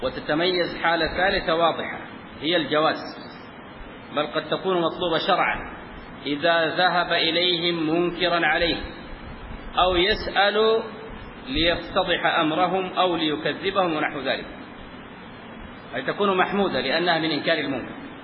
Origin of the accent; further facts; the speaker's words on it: Sudan; زي ما عندنا في السودان يقول شوف لي الخيرة